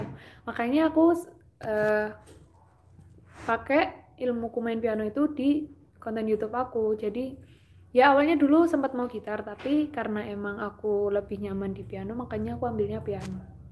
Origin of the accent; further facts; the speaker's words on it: Java, Indonesia; accent: Javanese medok; iya, emang aku orang Jawa, jadinya medok banget